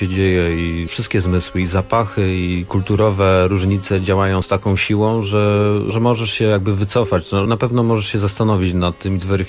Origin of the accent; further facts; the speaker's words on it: Silesian Voivodeship, Poland; robiliśmy dużo realizacji u siebie na Śląsku